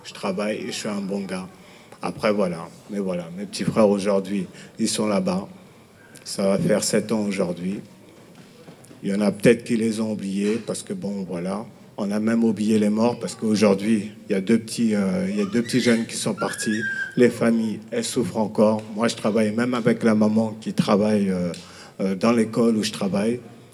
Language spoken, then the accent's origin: French; Villiers-le-Bel, Île-de-France, France; Je viens de Villiers-le-Bel